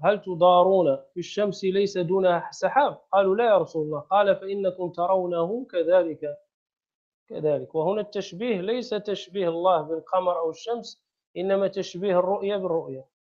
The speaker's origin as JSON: {"language": "Arabic", "country": "Morocco", "said": "احنا في المغرب مثلا، عندنا في المغرب ذهبت إلى بعض القرى"}